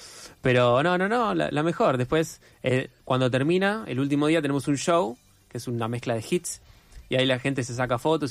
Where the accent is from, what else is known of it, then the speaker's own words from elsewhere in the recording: Argentina; Formo parte de un grupo, somos chicos argentinos